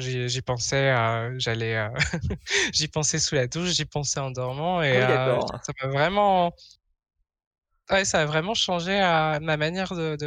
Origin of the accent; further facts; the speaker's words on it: France; now in Netherlands; je suis française, j'habite aux Pays-Bas.